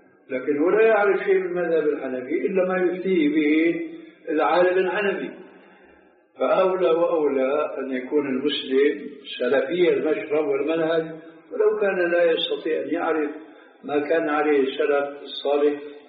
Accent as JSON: {"language": "Arabic", "country": "Syria", "said": "كما يقال عندنا في سوريا"}